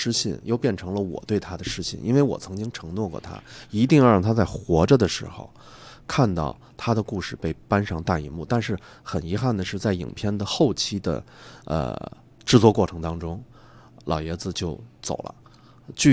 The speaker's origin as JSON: {"language": "Chinese", "country": "China", "said": "对，我觉得这个可能正是我们中国人最宝贵的一点"}